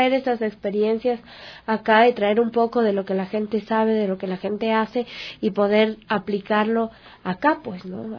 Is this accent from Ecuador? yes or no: yes; Quito, Pichincha, Ecuador; como yo soy del sur de Quito, y viendo que allá en el sur justamente hace falta